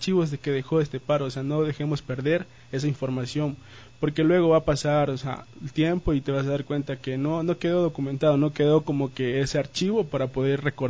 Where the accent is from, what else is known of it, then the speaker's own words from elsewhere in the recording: San Lorenzo, Esmeraldas, Ecuador; Yo también soy de provincia, también soy de Esmeraldas, de San Lorenzo.